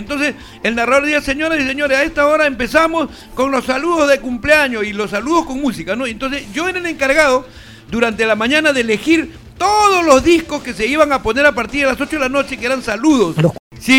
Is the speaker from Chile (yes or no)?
no; Chincha, Ica, Peru; allá en mi tierra, en Chincha